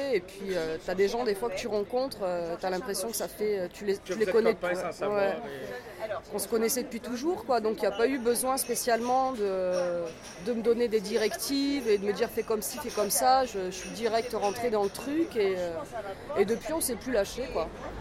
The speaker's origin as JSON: {"language": "French", "country": "France", "tie": "born or raised there", "said": "J'ai grandi en France."}